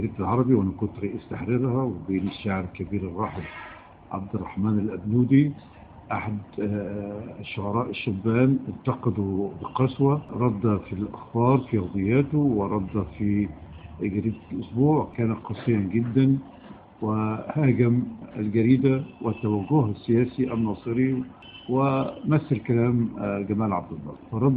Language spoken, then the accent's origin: Arabic; Egypt; دايما عندنا في مصر ظاهرة ثورة إلا خمسة